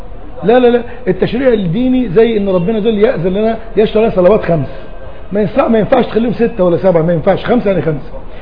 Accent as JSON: {"language": "Arabic", "country": "Egypt", "said": "ما انا قلت لك احنا كمصريين"}